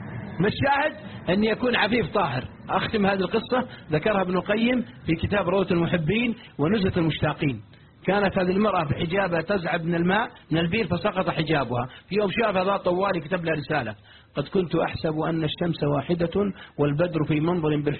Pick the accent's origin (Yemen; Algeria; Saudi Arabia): Saudi Arabia; Riyadh, Riyadh Province; واحد عندنا في الرياض يستحي